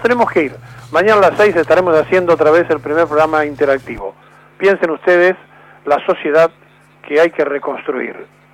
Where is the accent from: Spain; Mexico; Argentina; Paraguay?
Argentina; somos nosotros, los argentinos, los que hemos hecho esto